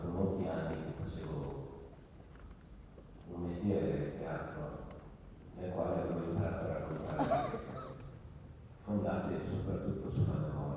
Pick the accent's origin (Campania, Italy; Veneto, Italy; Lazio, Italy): Veneto, Italy; È vero che vengo dalla valle del Piave, ma non da lontanone